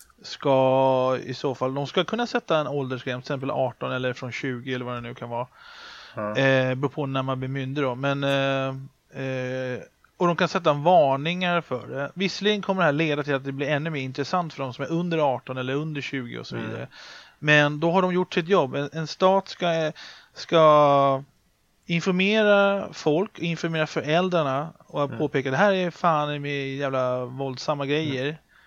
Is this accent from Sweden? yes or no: yes; Sweden; Jag är ju uppvuxen med filmcensuren i Sverige.